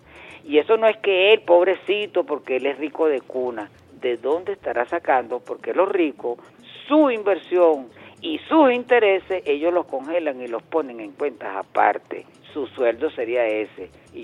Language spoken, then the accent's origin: Spanish; Venezuela; como venezolanos que somos